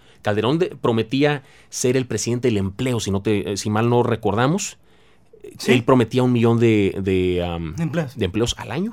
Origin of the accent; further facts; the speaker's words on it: Tampico, Tamaulipas, Mexico; Esto te lo puedo decir yo personalmente porque soy de Tampico y lo viví, y lo vive mi ciudad.